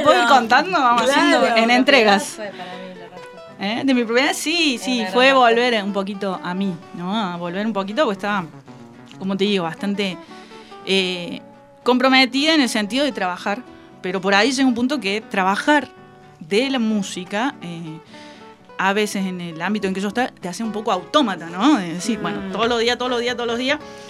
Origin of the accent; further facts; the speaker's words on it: Córdoba, Argentina; Yo soy de Córdoba Capital y desde el año 2005 que hago temporadas aquí en el verano.